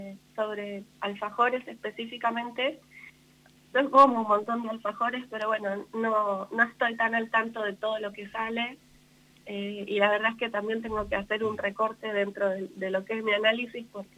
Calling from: Buenos Aires, Argentina; Estoy en Buenos Aires, en Capital Federal.

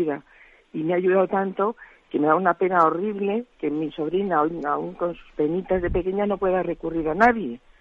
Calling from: Madrid, Community of Madrid, Spain; de Madrid.

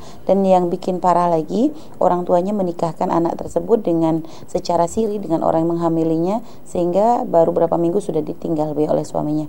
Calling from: Sumber, Indonesia; saya dari Sumber punya 3 anak dan tempat tinggal saya itu di depan musola.

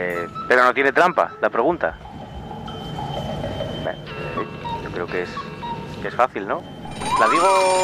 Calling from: Gijón, Asturias, Spain

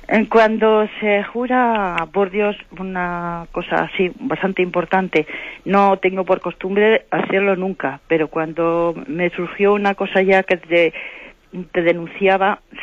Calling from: Santander, Cantabria, Spain; de Santander.

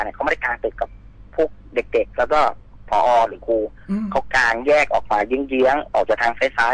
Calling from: Sattahip, Chonburi, Thailand; ขอจากสัตหีบชลบุรีครับ

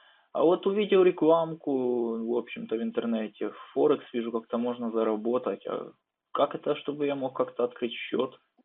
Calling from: Vinnytsia, Vinnytsia Oblast, Ukraine; я Винница, город, Винницкая область.

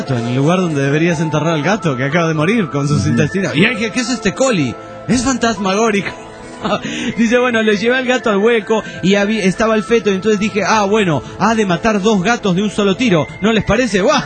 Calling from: Juliaca, Puno, Peru; de Juliaca, Perú.

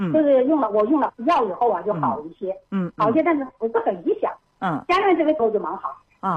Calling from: Wuhan, Hubei, China; 我是武汉

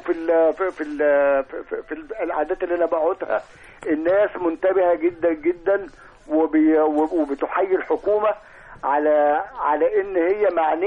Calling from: Alexandria, Alexandria Governorate, Egypt; انا بكلمكم دايما من اسكندريه

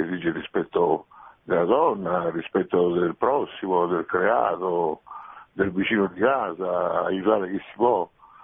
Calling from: Rome, Lazio, Italy; da Roma, padre.

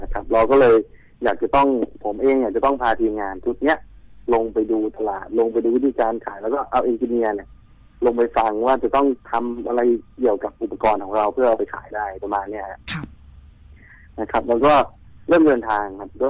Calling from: Bangkok, Thailand; โทรมาจากกรุงเทพครับอยู่ถนนนวมินครับ

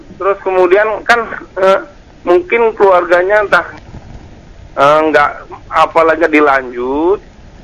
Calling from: Medan, North Sumatra, Indonesia; Saya dari Medan.

